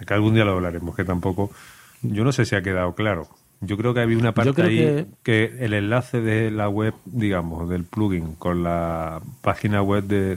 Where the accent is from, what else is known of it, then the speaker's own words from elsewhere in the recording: Chile; moved away; desde que vine de Chile hasta aquí